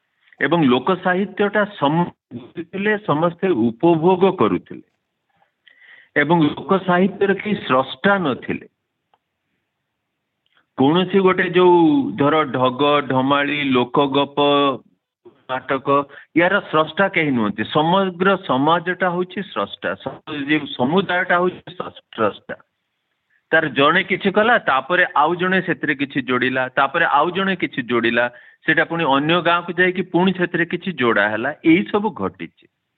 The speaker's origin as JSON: {"language": "Odia", "town": "Balasore", "region": "Odisha", "country": "India", "tie": "born or raised there", "accent": "Baleswari (northern Odia)", "said": "ମୁଁ ଏବେ ବି ବାଲେଶ୍ୱରୀ, ମୁଁ ଯେହେତୁ ସେ ଉତ୍ତରାଞ୍ଚଳର ଲୋକ, ମୁଁ ସ୍ୱର ମୋ ଘର ବାଲେଶ୍ୱର, ଯେହେତୁ ମୋର ଜନ୍ମ ହେଇଛି, ମୁଁ ସେଠି ବଡ଼ ହେଇଛି"}